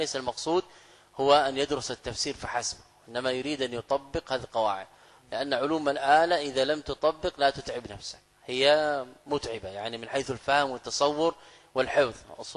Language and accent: Arabic; Saudi Arabia; يعني انا قادم من السعوديه